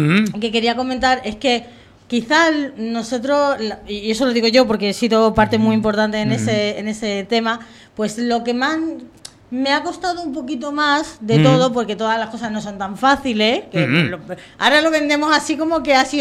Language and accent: Spanish; Extremadura, Spain; yo vengo de Extremadura y también me gusta tener gente de mi tierra también.